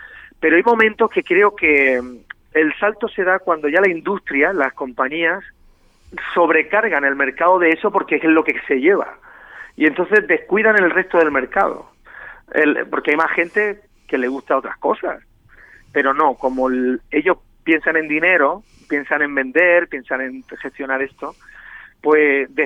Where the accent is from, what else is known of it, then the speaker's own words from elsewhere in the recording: Region of Murcia, Spain; now in Barcelona, Spain; por mi parte como murciano que yo soy, ¿no?